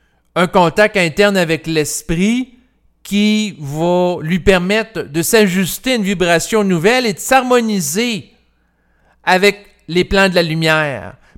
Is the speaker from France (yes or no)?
no; Quebec City, Quebec, Canada; quand j'étais jeune, je vivais à Québec et j'allais à l'hôpital L'Enfant Jésus.